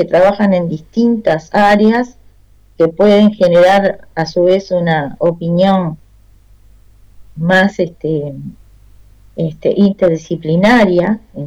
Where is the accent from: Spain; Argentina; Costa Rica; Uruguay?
Uruguay; yo realmente nunca podría haber pensado que en mi país, con toda el agua que tenemos, agua dulce